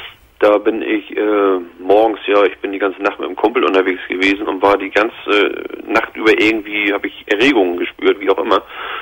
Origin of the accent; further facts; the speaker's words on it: Hamburg, Germany; ich komme hier aus dem Hamburger Raum.